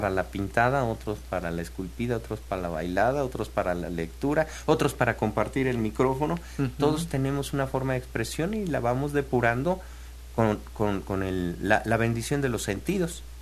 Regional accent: Tlalnelhuayocan, Veracruz, Mexico; Yo como vengo de lejos, vengo desde Tlanehuayoca, ¿no? Aquí como a media hora.

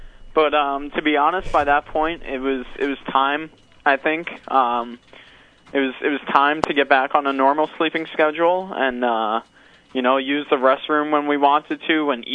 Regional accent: Bronx, New York, United States; now in Putnam County, United States; Originally the Bronx.

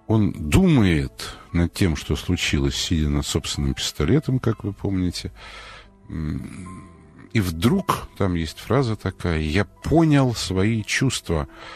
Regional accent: Moscow, Russia; Вот посмотрели мы, москвичи, в метро в основном.

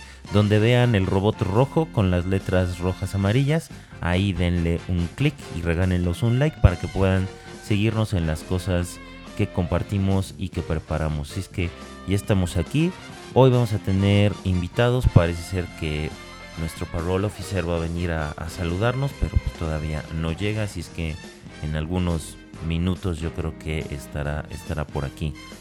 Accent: Mexico; somos los mexicanos los únicos que nos reímos

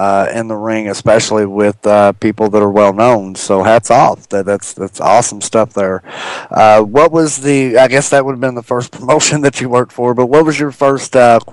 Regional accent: Louisville, Kentucky, United States; I think I was lucky growing up, because I grew up in the heart of Louisville, Kentucky.

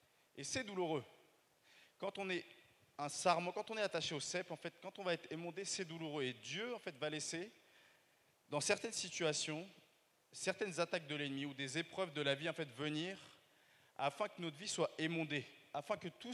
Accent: Paris, Île-de-France, France; l'amabilité, en fait, en tant que Parisien, on peut l'enlever.

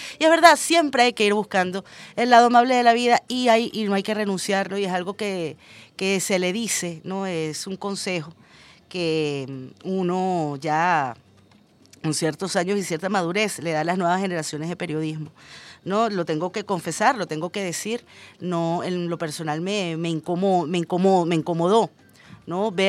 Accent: Venezuela; somos venezolanos de a pie como cualquier otro

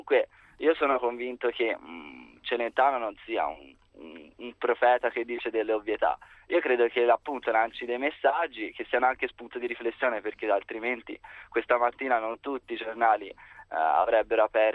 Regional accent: Pisa, Tuscany, Italy; No, sono di Pisa, quindi sono andato apposta.

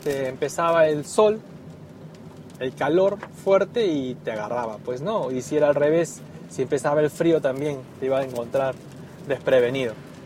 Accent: Lima, Peru; Que en mi país, y no en mi país, sino en Lima, generalmente, es un clima templado y no tan extremo.

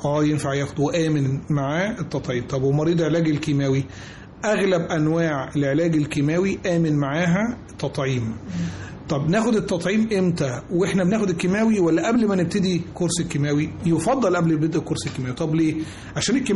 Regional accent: Egypt; مش إحنا كمصريين بس، لا إحنا في العالم كله

